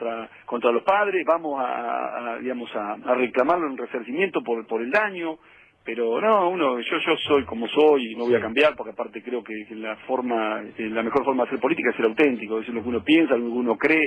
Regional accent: Argentina; el Estado Nacional, que somos todos los argentinos

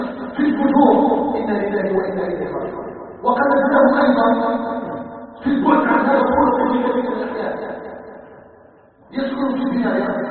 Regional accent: Algeria; أن يجعل بلدنا الجزائر بلداً آمناً مطمئناً

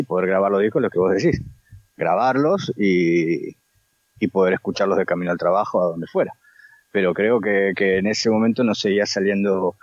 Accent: San Fernando, Buenos Aires Province, Argentina; also born or lived in Olivos; cuando nos mudamos ya de San Fernando a Olivos, que estaba muchísimo más cerca del centro, era como vivir en plena capital

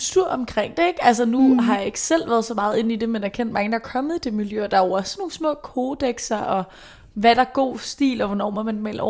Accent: Brøndby, Capital Region of Denmark, Denmark; Jeg kommer selv fra Brøndby

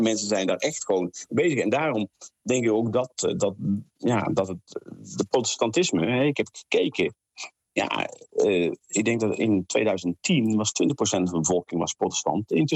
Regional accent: North Brabant, Netherlands; Ja, ik kom uit de katholieke omgeving, ik kom uit Brabant. Dat kun je denk ik wel horen aan mijn tongval.

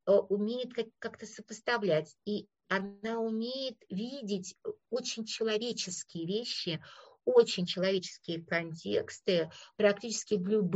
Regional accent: Moscow, Russia; я говорила, я из Москвы

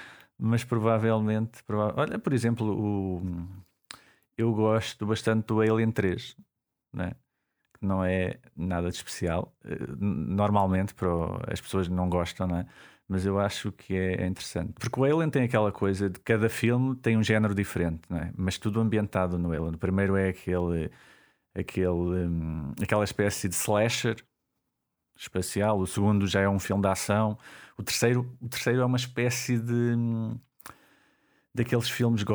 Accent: Coimbra, Portugal; Eu sou de Coimbra.

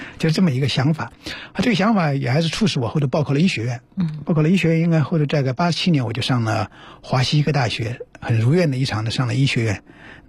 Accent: Chongqing, China; 因为在之前我们像我们老家也是重庆嘛

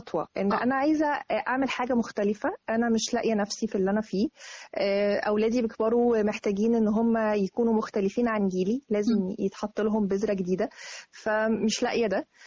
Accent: Arish, North Sinai, Egypt; also born or lived in Riyadh, Saudi Arabia; الوطن الأساسي العريش، بس أنا كان مسقط رأسي الرياض. الميلاد مكان ميلادك الرياض بس. وبعد كده رجعنا تاني للعريش مع والدي.

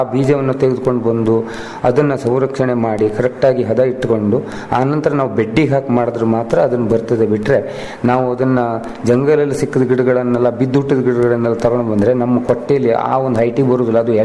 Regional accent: Belambar, Karnataka, India; ನಾನು ಮೂಲತಃ ಅಂಕೋಲ ತಾಲೂಕಿನ ಬೆಳಬಂದರ್ ಊರಿನವನಾಗಿದ್ದರಿಂದ

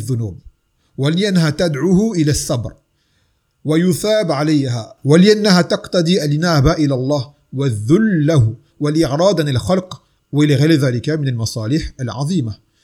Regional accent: French Antilles, France; vous savez, chez nous aux Antilles, Mathalan, le peuple est noir, mais tout ce qui est administratif et autorité, ce sont des blancs.

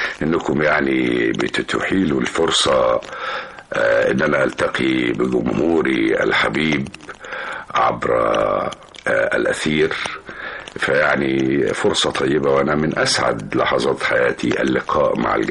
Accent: Cairo, Cairo Governorate, Egypt; also born or lived in Kafr Shalshalmun; إن أنا جيت من القرية شاب كبير ودخلت معهد التمثيل، إنما الحقيقة إن أنا اتربيت في مصر، لأني والدي الله يرحمه كان عمدة في قريتنا.

